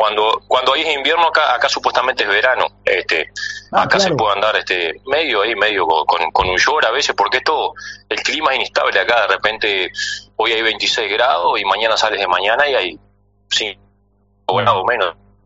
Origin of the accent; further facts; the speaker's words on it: Rocha, Uruguay; Soy de Rocha, sí, de Rocha.